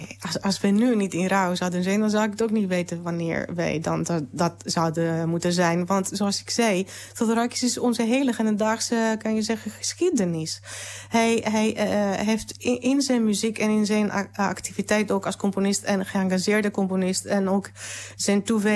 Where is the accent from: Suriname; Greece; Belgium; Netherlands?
Greece; Piraeus, Attica; wij in een klein huisje in Piraeus, waar ik opgroeide met mijn vader en moeder